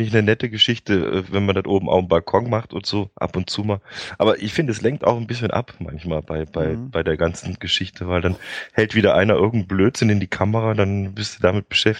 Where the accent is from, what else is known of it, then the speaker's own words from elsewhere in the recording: Gummersbach, North Rhine-Westphalia, Germany; born there; Ich bin nicht in Köln direkt geboren, ich bin in Gummersbach geboren, kennt man vielleicht von den Handballern noch.